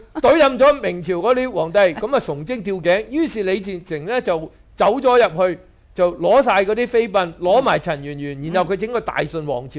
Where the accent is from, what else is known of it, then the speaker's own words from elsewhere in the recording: Hong Kong; 譬如話而家我哋香港人其實有良心都好痛恨嘅